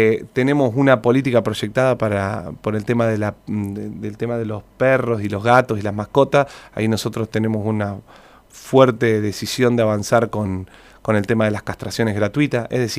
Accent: Santa Rosa, La Pampa, Argentina; Somos vecinos de Santa Rosa, nacidos y criados en Santa Rosa, que creemos en que la situación de Santa Rosa puede estar mejor

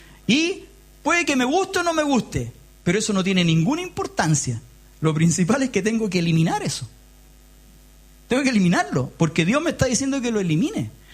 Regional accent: Chile; Nosotros tenemos una característica como sociedad, como pueblo chileno, que somos muy malos para la autocrítica.

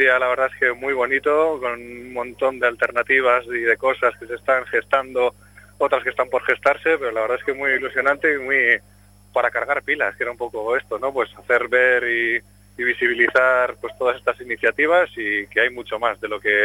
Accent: Vitoria-Gasteiz, Basque Country, Spain; nosotros venimos de Vitoria-Gasteiz

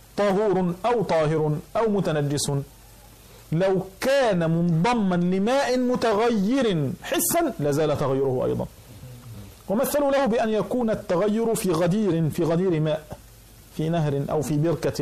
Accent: Egypt; كان يوجد عندنا في مصر قديما

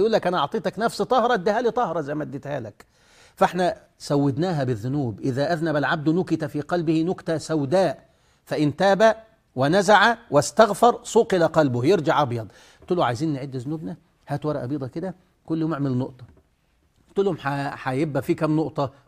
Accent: Egypt; اصل الناس اتعودت عندنا في مصر كده

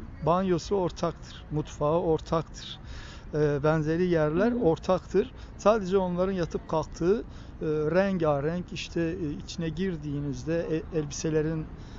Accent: Diyarbakır, Diyarbakır Province, Turkey; Ben de çocukluğum orada geçti. 1974 Diyarbakır'a televizyonun ilk geldiği yıllar. Ben işte 5-6-7 yaşında, 7-8 yaşlarındayım.

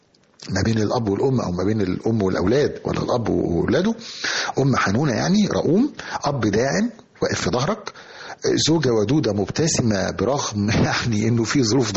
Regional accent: Egypt; كلنا حافظينها كمصريين

